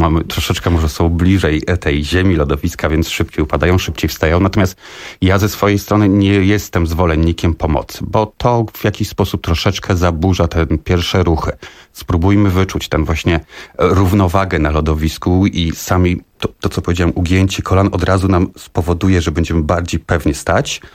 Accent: Warsaw, Masovian Voivodeship, Poland; No, od małego tak naprawdę. Zaczynałem tutaj u nas na Torwarze, tak, Stegny, więc to od małego, odkąd pamiętam tak naprawdę.

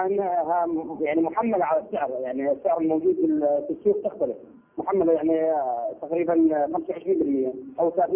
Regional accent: Iraq; نصيبة نسميها بالعامية عندنا بالعراق

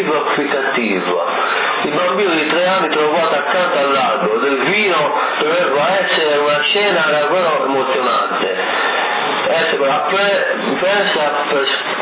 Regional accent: Sardinia, Italy; perché noi siamo sardi, abbiamo le pecore.

